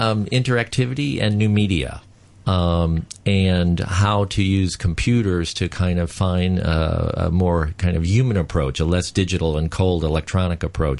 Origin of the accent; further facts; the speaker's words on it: San Francisco, California, United States; I'm from San Francisco, yes.